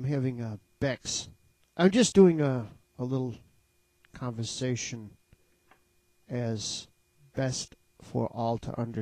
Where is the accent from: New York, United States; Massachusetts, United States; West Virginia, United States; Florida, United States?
New York, United States; Binghamton; now in Phoenix, United States; I am originally from Binghamton, New York. However, I am living in Phoenix, Arizona, where it is 44 degrees centigrade right now.